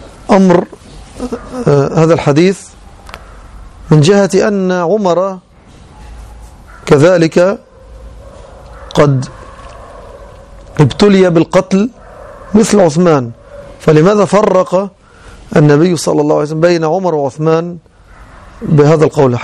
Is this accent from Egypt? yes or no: yes; Egypt; كما يظن بعض العامة خاصة عندنا في مصر